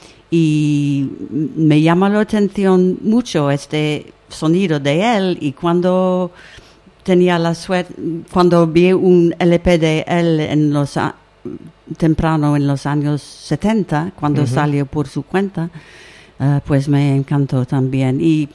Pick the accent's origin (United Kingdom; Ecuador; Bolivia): United Kingdom; East of England; born there; Spanish is a second language; En un pequeño pueblecito... que en al este de Inglaterra, cerca de la costa